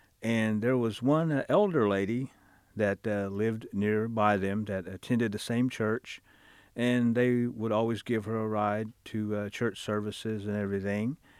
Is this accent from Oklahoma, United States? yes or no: yes; Pryor, Oklahoma, United States; and I'm from Pryor, Oklahoma.